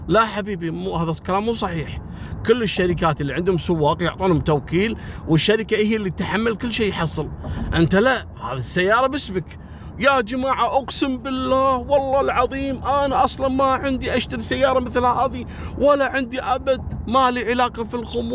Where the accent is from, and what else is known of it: Kuwait